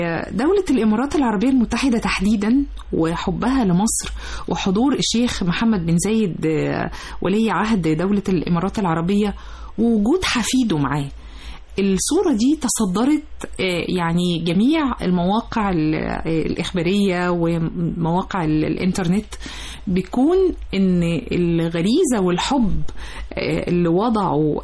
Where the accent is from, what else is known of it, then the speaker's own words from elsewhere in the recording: Egypt; بالمعنى المحدد عندنا في مصر أحفاد